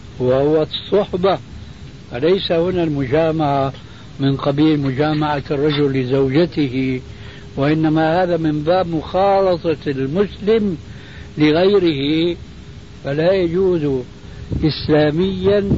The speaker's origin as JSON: {"language": "Arabic", "country": "Syria", "said": "عندنا في سوريا تعلمون جميعا أنها كانت بلاد الرومان"}